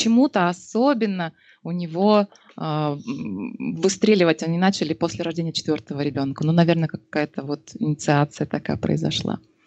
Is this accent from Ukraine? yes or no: no; Novosibirsk, Novosibirsk Oblast, Russia; живем под Новосибирском в Академгородке. Саша здесь родился и вырос. Я переехала из Новосибирска сюда в 14 лет.